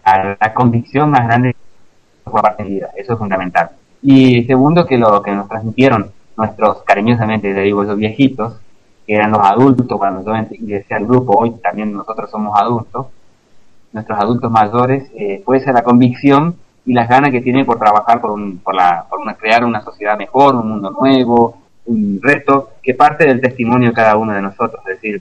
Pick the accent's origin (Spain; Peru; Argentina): Argentina; Corrientes; now in Uruguay; yo soy correntino, de sangre guaraní, y estamos viviendo acá, nuestros niños son uruguayos.